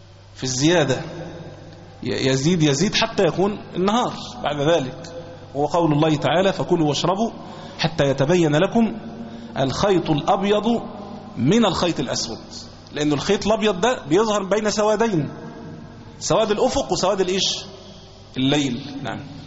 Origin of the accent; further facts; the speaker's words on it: Egypt; مسألة الاختلاف عندنا في مصر في وقت الفجر